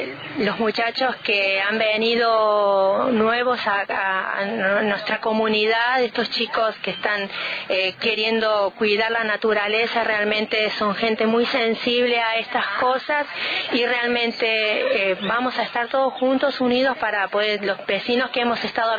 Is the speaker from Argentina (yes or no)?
yes; Con Lara, Córdoba, Argentina; estamos muy al límite con San Luis, y muchas veces cuando decimos somos de Con Lara, realmente pregunta si somos de San Luis.